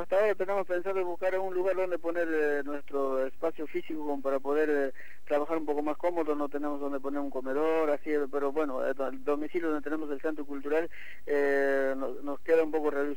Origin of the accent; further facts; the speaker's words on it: Bolivia; now in Argentina; más o menos consolidarnos nosotros acá como comunidad boliviana, pero integrado tanto a la comunidad argentina